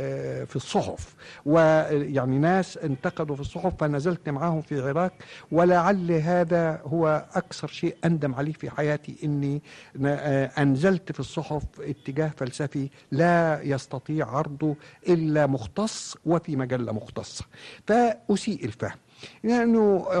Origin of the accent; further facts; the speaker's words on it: Egypt; لا أقول عندنا في مصر فقط ولا أقول في الأمة العربية الآن فقط